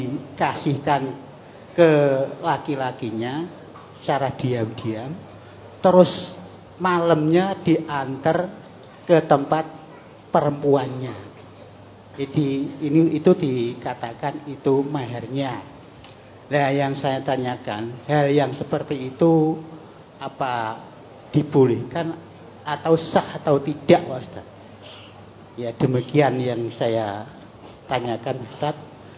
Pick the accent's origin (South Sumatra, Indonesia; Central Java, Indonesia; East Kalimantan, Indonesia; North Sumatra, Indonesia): Central Java, Indonesia; Secang; Saya dari Desa Kalijoso, Kecamatan Secang.